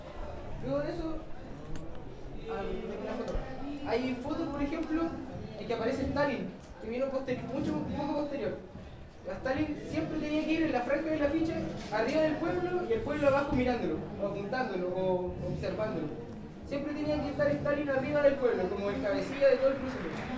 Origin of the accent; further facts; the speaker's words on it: Concepción, Biobío, Chile; también soy de Concepción